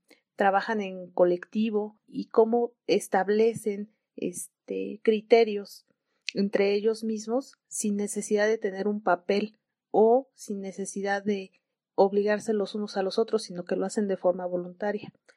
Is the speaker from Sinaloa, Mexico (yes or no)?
no; San Cristóbal de las Casas, Chiapas, Mexico; also born or lived in Puebla; Soy originaria de San Cristóbal de las Casas. Estudié en Puebla la licenciatura en Ingeniería Química